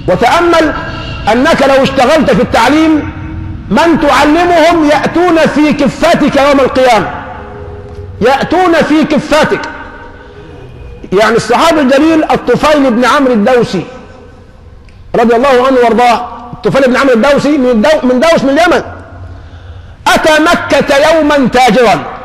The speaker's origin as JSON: {"language": "Arabic", "country": "Egypt", "said": "عندنا في مصر من العشوائيه بنوا حته مدرس"}